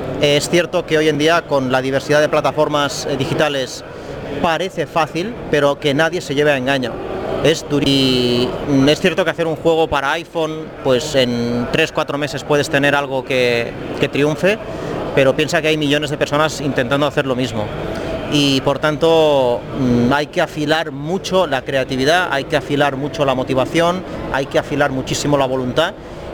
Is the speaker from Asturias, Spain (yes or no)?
no; Palamós, Catalonia, Spain; me gustaría recomendar las gambas de mi pueblo, gambas de Palamós